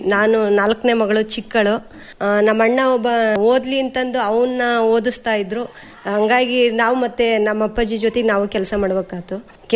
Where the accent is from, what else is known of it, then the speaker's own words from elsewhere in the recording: Guddalli, Karnataka, India; ನಮ್ದು ಇದು ಗುಡ್ಡಳ್ಳಿನೇ ಸರ್, ಪಕ್ಕದ ಮನೆಯಲ್ಲೇ ಆಗಿರೋದು. ಅವಾಗ ಹತ್ತಿ, ಶೇಂಗಾ, ಜೋಳ ಈ ತರ ಎಲ್ಲ ಬೆಳೀತದೆ ಸರ್.